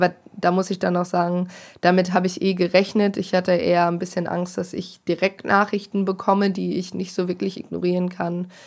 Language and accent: German; Bielefeld, North Rhine-Westphalia, Germany; now in Hanover, Germany; ich komme zwar aus Bielefeld, studiere aber in Hannover